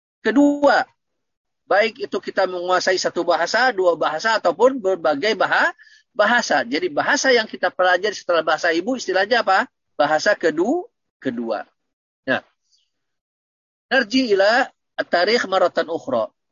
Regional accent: West Java, Indonesia; first language Sundanese; Terutama bahasa daerah saya orang Sunda, makanya bahasa ibu ana adalah apa? Bahasa Sunda.

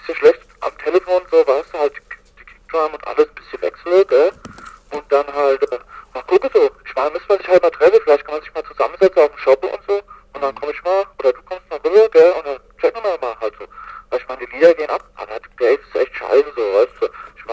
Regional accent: Ludwigshafen, Rhineland-Palatinate, Germany; Ich komm ja aus Oppau, gell? Ludwigshafen.

